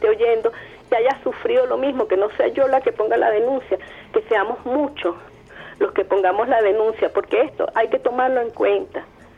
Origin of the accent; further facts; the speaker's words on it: Caracas, Capital District, Venezuela; además que yo soy de Caracas